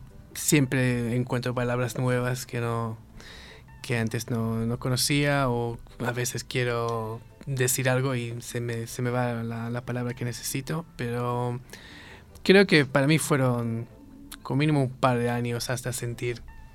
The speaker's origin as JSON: {"language": "Spanish", "country": "Israel", "also_born_or_lived": "Netherlands", "said": "Bueno, yo soy israelí, así que el nombre, bueno, es de allá, es en hebreo."}